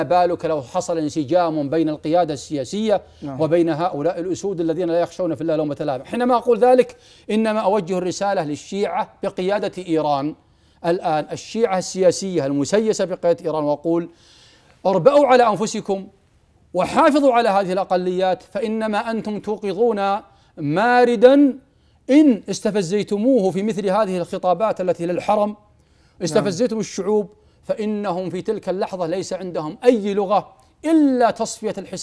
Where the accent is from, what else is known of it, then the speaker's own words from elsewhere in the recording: Saudi Arabia; لما يعني الدولة عندنا في السعودية والمجتمع يمسكون أبنائهم لئلا يذهبوا إلى العراق